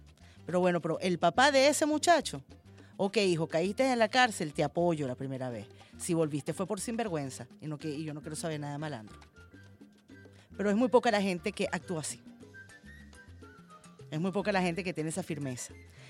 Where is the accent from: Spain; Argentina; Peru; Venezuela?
Venezuela